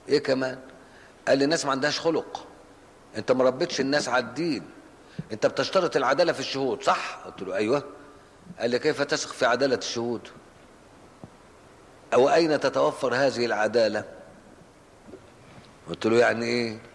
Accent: Cairo, Cairo Governorate, Egypt; انا مش اسكندراني، انا قاهري، لحسن حد يسمع شيء تقول لك يا عم بيش اسكندراني، انا قاهري المولد والاصل، مانيش اسكندراني

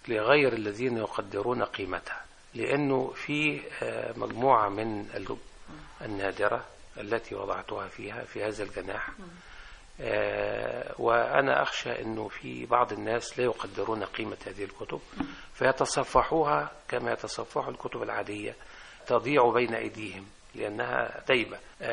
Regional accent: Egypt; وهذه الفرق كانت بتدور عندنا في الريف

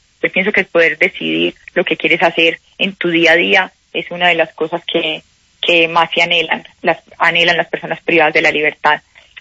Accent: Colombia; en mi carrera siempre he vivido como cualquier colombiano tratando de crear empresa

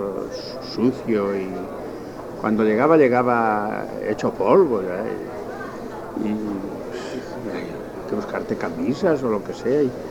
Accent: Monterrey, Nuevo León, Mexico; Yo soy de Monterrey, ya vivo en Monterrey, allí me estoy siempre.

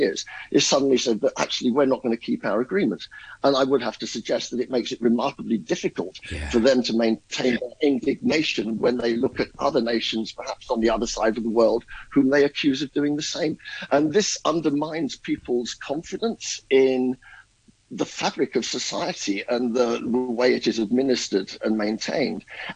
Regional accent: England, United Kingdom; For myself as an Englishman, I would only say this.

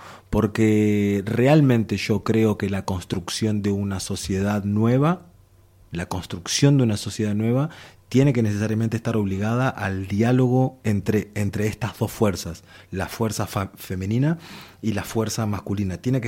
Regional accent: Uruguay; por el lado de mi madre tengo toda esta otra... Uruguay es un país formado por inmigrantes, entonces es normal y tengo toda esta otra raíz.

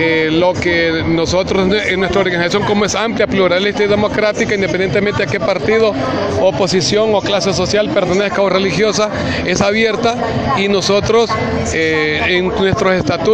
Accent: Honduras; como hondureños

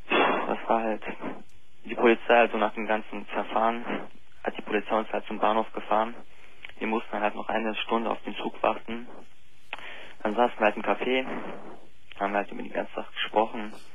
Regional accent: Turkey; ich bin halt Türke, also wir sind halt Moslems

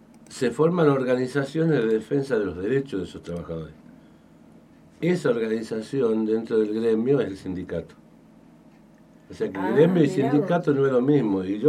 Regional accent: Tucumán, Argentina; now in Misiones, Argentina; yo soy de Tucumán, nací en Tucumán, me malcrié allá. después tuve la posibilidad de elegir de venir a vivir acá a Misiones.

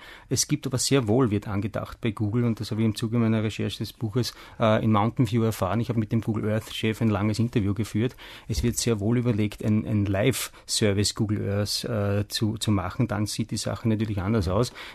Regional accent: Austria; Da fährt einmal die Eisenbahn drüber, wie man bei uns in Österreich so sagt, vielleicht auch in Deutschland.

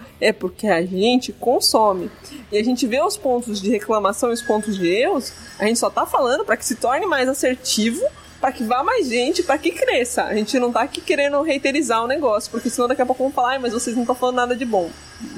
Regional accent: Itu, São Paulo, Brazil; Eu que sou de Itu.

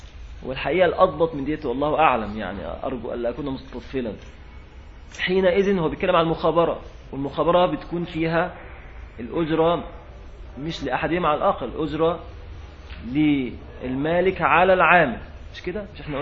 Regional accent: Egypt; أطيان دي كلمة عندنا في مصر معاشر غير المصريين، الأطيان يعني الأراضي

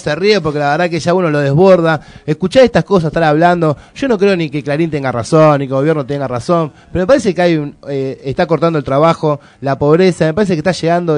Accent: Buenos Aires, Argentina; Yo soy de Lugano y me acuerdo que en Lugano, en las villas, había gente que le gustaba bien la villa

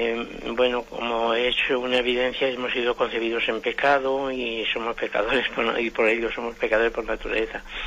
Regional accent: Madrid, Community of Madrid, Spain; yo soy de Madrid, mire, luego le digo el motivo

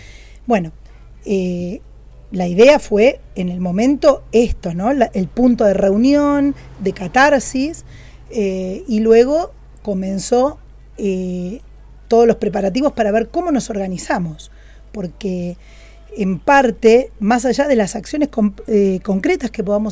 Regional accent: Buenos Aires, Argentina; yo soy o era de Buenos Aires

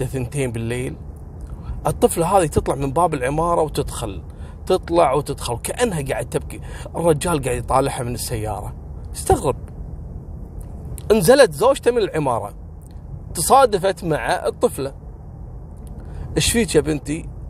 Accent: Kuwait; مثل ما حصل عندنا في الكويت

